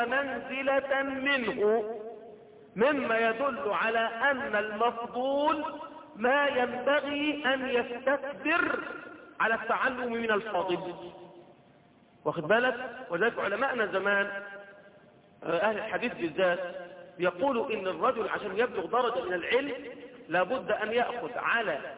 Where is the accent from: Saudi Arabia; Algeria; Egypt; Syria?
Egypt; اللي هم ربما اللي بيسموها دلوقتي منطقه عندنا في مصر في سيناء